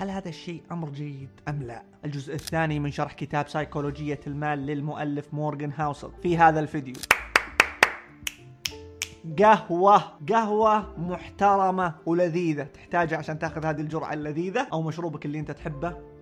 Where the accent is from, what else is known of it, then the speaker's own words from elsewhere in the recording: Saudi Arabia; إحنا عندنا في المملكة العربية السعودية، إذا ما كنت سعودي يعني، عندنا صحراء